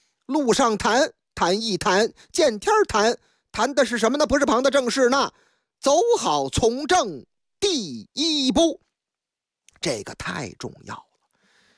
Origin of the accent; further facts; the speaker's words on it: Liangshan, Shandong, China; 嗨，话说我的老家山东哪儿都有好汉啊，特别是梁山县。